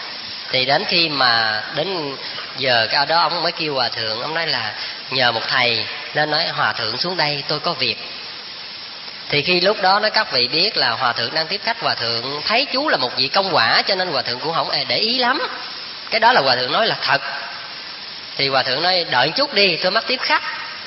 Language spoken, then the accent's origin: Vietnamese; Vĩnh Long, Vietnam; Các vị biết quê tôi ở Vĩnh Long, xuất thân từ tổ đình Phước Hậu, là cái chùa của sư cụ Khánh Anh ngày xưa đó.